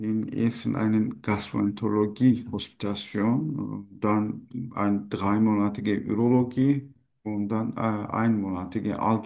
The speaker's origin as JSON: {"language": "German", "country": "Turkey", "second_language": "German", "moved": "as an adult", "lives_now": "Germany", "said": "Ja, ich komme aus der Türkei."}